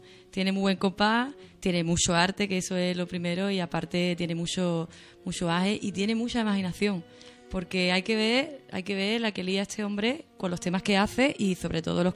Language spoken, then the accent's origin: Spanish; Cádiz, Andalusia, Spain; moved away; also born or lived in Canary Islands / Granada; yo vengo de Cádiz, pero yo he vivido en diferentes sitios. He estado viviendo en Canarias, donde grabé la mayoría de estos temas.